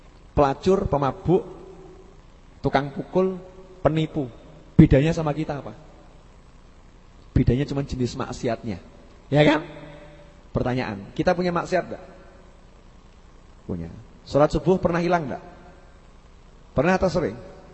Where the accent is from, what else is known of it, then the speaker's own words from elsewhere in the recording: Solo, Central Java, Indonesia; Oh saya itu orang Solo kan. Kalau ngomong Inggris suka salah-salah.